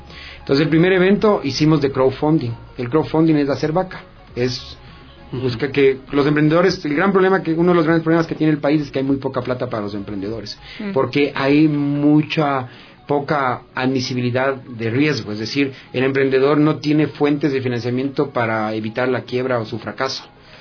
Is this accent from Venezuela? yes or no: no; Ecuador; por qué digo que somos bacanos los ecuatorianos?